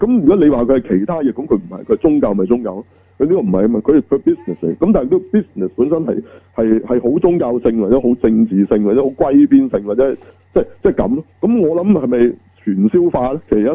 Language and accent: Cantonese; China; 嗱呢啲我哋作為中國人好清楚㗎